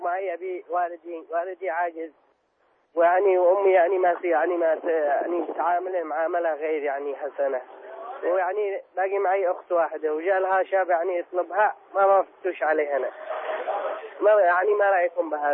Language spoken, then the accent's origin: Arabic; Yemen; عندنا باليمن عندما يأذن المؤذن